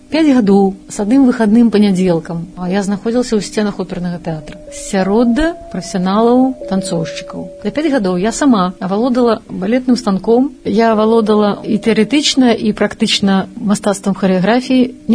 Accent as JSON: {"language": "Belarusian", "town": "Damashevichy", "region": "Brest Region", "country": "Belarus", "also_born_or_lived": "Baranavichy", "said": "Лічуся я, што нарадзілася ў Баранавічах, але сама лічуся ведамашоўкай. Гэта вёска 10 кіламетраў ад Баранавіч, Дамашэвіч, дзе нарадзіліся мае бацькі."}